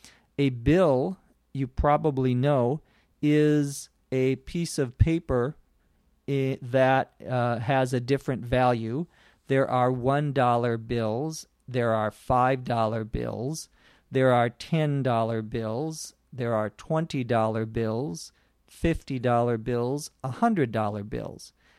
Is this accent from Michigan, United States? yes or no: no; Los Angeles, California, United States; from Los Angeles, California, on ESL Podcast.